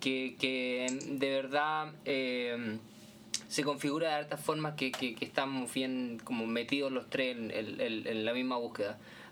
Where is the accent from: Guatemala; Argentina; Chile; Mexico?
Chile; now in New York, United States; soy chileno. Llevo bastante años acá, residiendo acá en Nueva York.